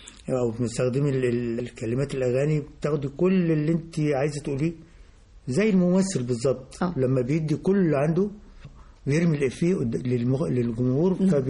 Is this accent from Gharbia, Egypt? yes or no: no; Faiyum, Faiyum Governorate, Egypt; كان عندنا في البلد، احنا انا من الفيوم